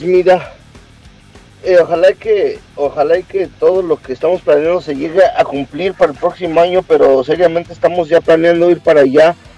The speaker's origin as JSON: {"language": "Spanish", "region": "California", "country": "United States", "said": "de donde nosotros somos, de Orange County, nos queda a 2 horas, así que a 2 horas de México está este lugar"}